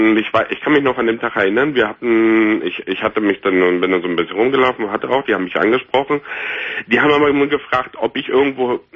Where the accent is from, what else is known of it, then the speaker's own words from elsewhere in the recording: Frankfurt, Brandenburg, Germany; meine Jugend habe ich in Frankfurt-Oder verbracht und für mich war Berlin immer die Stadt, die Weltstadt, weil es einfach die einzigste Stadt war, die es für uns als Ossis praktisch in der DDR gab.